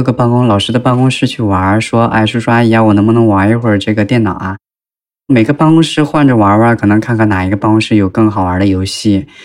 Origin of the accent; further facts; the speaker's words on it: Northeast China, China; 我是一个来自就是东三省一座小城市，应该是三线城市的吧，那种老师家的孩子